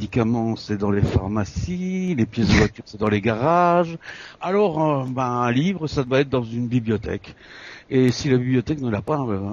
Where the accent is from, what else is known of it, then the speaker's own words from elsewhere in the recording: Belgium; now in France; je suis belge, je suis né à Luxembourg, j'habite dans l'est de la France